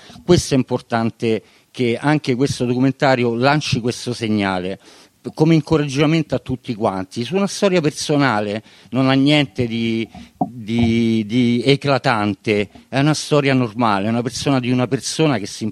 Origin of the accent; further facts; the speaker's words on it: Rome, Lazio, Italy; born there; io sono nato a Pietralata, sono cresciuto con DNA di occupante, sono 40 anni che occupo e tutt'oggi sono un occupante di casa